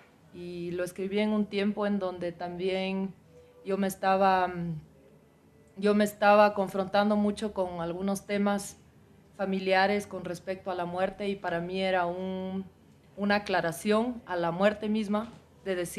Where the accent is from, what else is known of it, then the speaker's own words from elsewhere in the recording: Ecuador; now in Netherlands; Y cuando yo salí del Ecuador, yo salí queriendo ser rockera y punkera. Y en Holanda yo compuse un poco en estos estilos